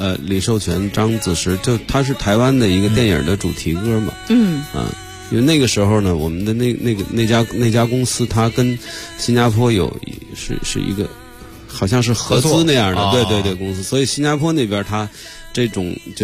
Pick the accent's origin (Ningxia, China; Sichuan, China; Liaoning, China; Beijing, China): Beijing, China; 所以就官园桥这一带，肯定是因为小时候那个唱歌、弹琴